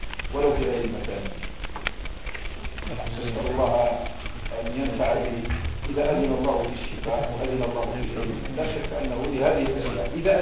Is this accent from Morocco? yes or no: yes; Morocco; ولعله عندنا في المغرب باسم نبتة من النباتات